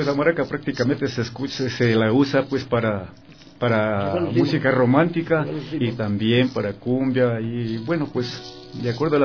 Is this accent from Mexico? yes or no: no; Coast, Ecuador; also born or lived in Guaranda; Para la costa. Entonces, lógicamente, pues ahí me crié, me eduqué y mis primeros pasos musicales los di allá.